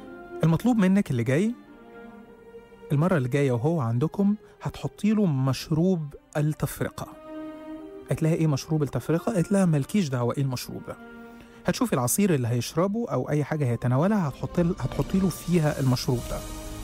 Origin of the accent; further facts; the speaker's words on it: Egypt; لانها كانت طلبات الدجالين عندنا في مصر